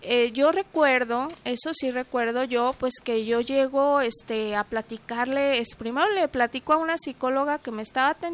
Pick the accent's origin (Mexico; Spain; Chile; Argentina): Mexico; como buena mexicana, eso, lo otro y aquello